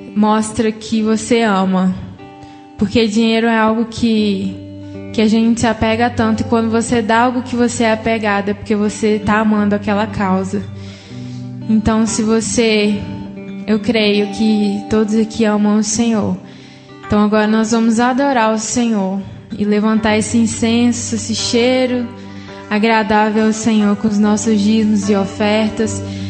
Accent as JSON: {"language": "Portuguese", "region": "Minas Gerais", "country": "Brazil", "said": "Eu sou de Minas Gerais, eu sou prima do Paulo Arthur."}